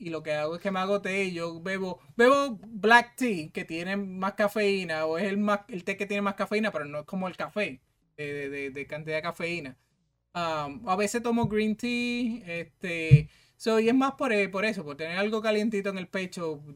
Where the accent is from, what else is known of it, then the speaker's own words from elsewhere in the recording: Puerto Rico; el tenis no era un deporte que se practicaba mucho en Puerto Rico, pero yo soy del pueblo de Atillo